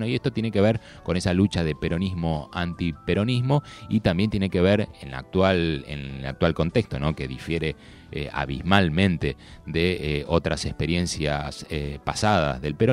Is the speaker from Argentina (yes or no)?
yes; Argentina; todos somos argentinos